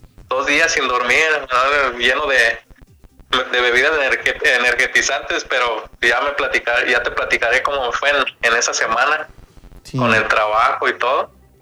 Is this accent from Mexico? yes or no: yes; Mexico; Sí, pero yo soy mexicano